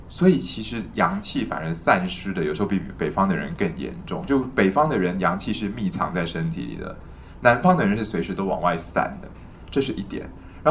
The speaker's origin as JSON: {"language": "Chinese", "country": "Taiwan", "said": "像我们台湾人会卖什么青草茶、苦茶、凉茶，对不对？"}